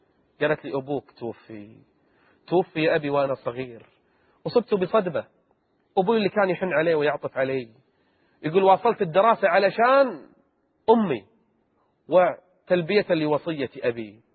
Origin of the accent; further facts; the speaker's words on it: Kuwait; حتى عندنا بالكويت ما يعطى كل المعاش